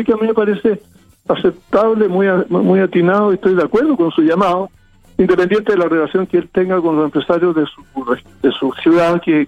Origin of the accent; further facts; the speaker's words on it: Chile; esperanzadas de que como chilenos lo logremos